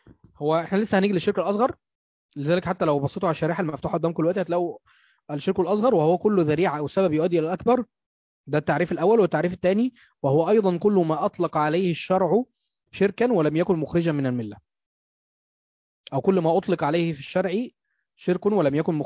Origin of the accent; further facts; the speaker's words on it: Egypt; وده موجود عندنا في مصر كتير بالذات في الاماكن الريفيه وفي الصعيد